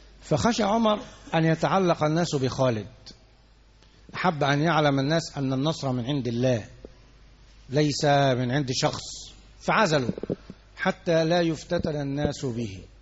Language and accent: Arabic; Egypt; عندنا في مصر الانتخابات يوم الاثنين والثلاث